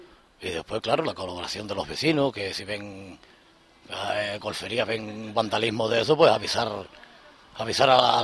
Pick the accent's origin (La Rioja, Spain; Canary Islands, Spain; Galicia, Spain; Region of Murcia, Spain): Canary Islands, Spain; Arrecife; now in Playa Blanca, Spain; yo llevo ahora mismo 7 años aquí en Playa Blanca. Yo soy de Arrecife, pero llevo 7 años aquí